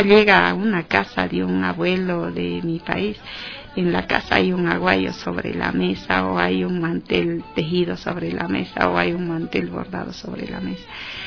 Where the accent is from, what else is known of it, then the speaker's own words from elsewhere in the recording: south, Bolivia; unos temas muy profundos relacionados a comadres en la región del sur de Bolivia, allá en mi país.